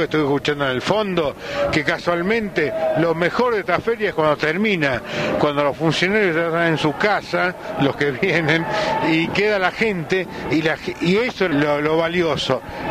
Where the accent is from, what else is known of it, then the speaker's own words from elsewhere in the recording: Tucumán, Argentina; Yo, si bien soy tucumano, algunos me podrán decir que soy indígena o no, pero soy tucumano.